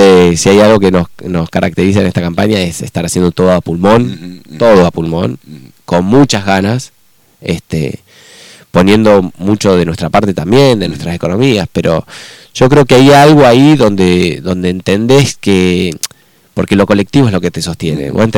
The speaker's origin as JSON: {"language": "Spanish", "town": "Concordia", "region": "Entre Ríos", "country": "Argentina", "said": "Y somos de Entre Ríos, eso está bueno."}